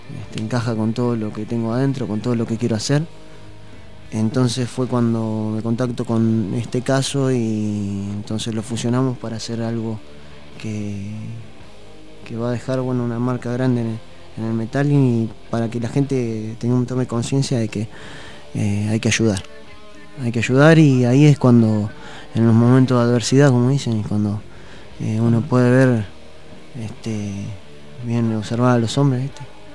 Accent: La Plata, Buenos Aires Province, Argentina; also born or lived in Puerto Madryn; de la ciudad de La Plata. Vine con esto en el año 2009 cuando me vine de la provincia de Chubut, de uh-huh. la ciudad de Puerto Madryn.

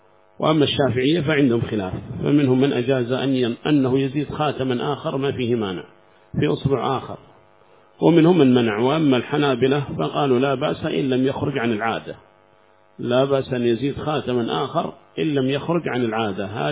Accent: South Yemen, Yemen; من جنوب اليمن شوافع، ما فينا لا شيعي ولا مالكي ولا شيء عندنا في اليمن، جنوب اليمن يعني.

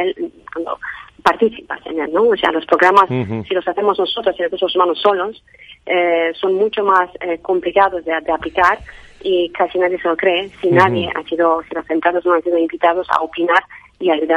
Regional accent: Romania; Spanish is a second language; Tengo un acento pequeño porque vengo de Rumanía, y trabajé en muchos países.

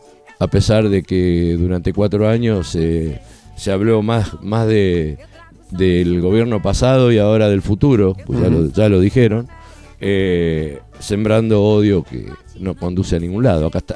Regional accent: Pavón Arriba, Santa Fe, Argentina; born there; Pavón Arriba, significa ahí nací yo, donde nació Ignacio Capani

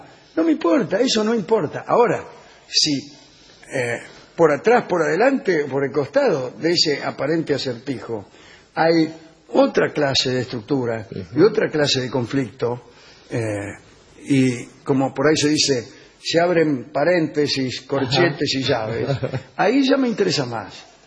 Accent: Argentina; Lo digo como argentino.

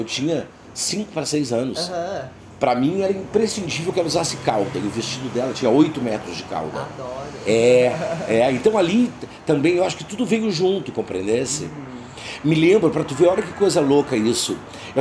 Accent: Jaguarão, Rio Grande do Sul, Brazil; eu fui criado em Jaguarão, uma cidade muito antiga.

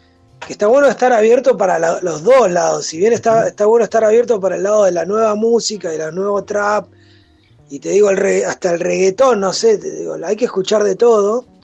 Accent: El Calafate, Santa Cruz, Argentina; also born or lived in Río Gallegos; Yo soy sureño, ¿viste? Soy nacido en Río Gallegos. Criado una parte en el Calafate y otra parte aquí en...

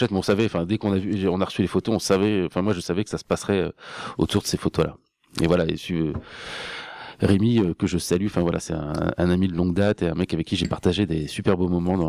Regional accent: Hauts-de-France, France; parce que je suis picard, mais je suis venu faire une partie de mes études à Metz et à Nancy

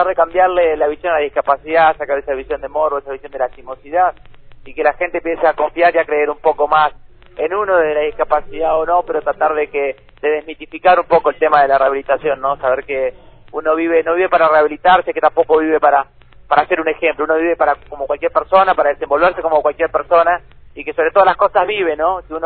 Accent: Neuquén, Argentina; born there; Tengo 27 años, soy nacido en Neuquén

